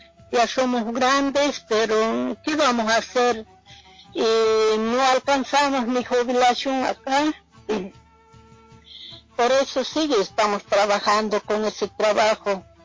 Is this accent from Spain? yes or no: no; Bolivia; moved away; Como mujeres bolivianas siempre intentamos buscar cómo salir adelante. Apenas llegamos de Bolivia, siempre a ese trabajo.